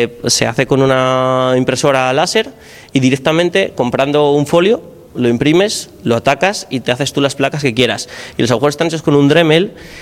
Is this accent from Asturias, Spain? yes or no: yes; Oviedo, Asturias, Spain; Yo, por lo menos, en Oviedo, de donde soy, ha desaparecido